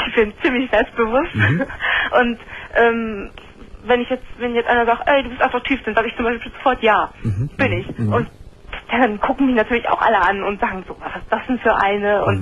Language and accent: German; Germany; born there; Meine Mutter ist ganz Vietnamesin, mein Vater ist halb Vietnamese, halb Amerikaner.